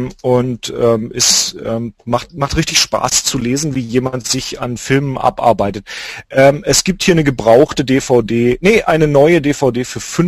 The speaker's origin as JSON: {"language": "German", "region": "Lake Constance", "country": "Germany", "said": "zum Beispiel von dem Bodensee, wo ich herkomme"}